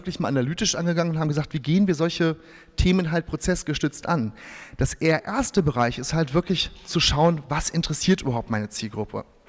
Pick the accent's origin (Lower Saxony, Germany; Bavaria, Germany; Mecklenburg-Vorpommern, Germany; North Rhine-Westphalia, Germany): North Rhine-Westphalia, Germany; Bielefeld; born there; Und ich bin halt ein gebürtiger Westfale. Das heißt, Westfalen sind, ich habe das vor kurzem mal in so einer Präsentation reingeschrieben, grundkonservativ, solide, Stück weit langweilig und bodenständig, weil in Bielefeld haben wir nicht viel, was uns ablenkt.